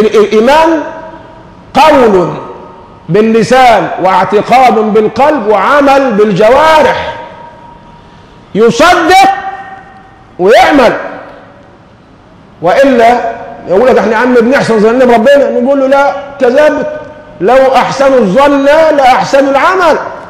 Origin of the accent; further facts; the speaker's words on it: Egypt; احنا للان النازمه دي ماسكه في لساننا كمصريين